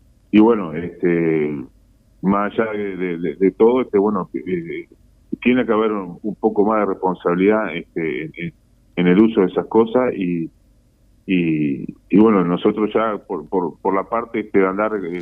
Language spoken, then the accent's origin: Spanish; Uruguay; como ciudadano, como uruguayo, tenemos que tener en cuenta.